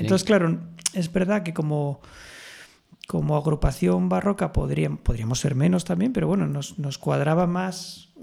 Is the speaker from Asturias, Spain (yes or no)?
yes; Oviedo, Asturias, Spain; yo nací en Oviedo